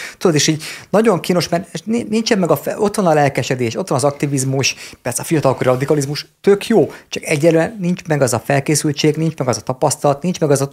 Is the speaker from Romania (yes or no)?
no; Dorog, Komárom-Esztergom, Hungary; Figyelj, én dorogi vagyok, tehát mi gyerekkorunkban gyűlöltük